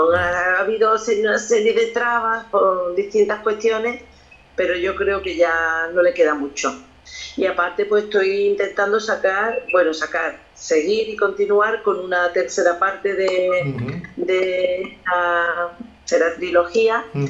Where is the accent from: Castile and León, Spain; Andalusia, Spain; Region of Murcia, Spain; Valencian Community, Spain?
Andalusia, Spain; Lucena; now in Mijas, Spain; también los tengo en mi pueblo, que soy de Lucena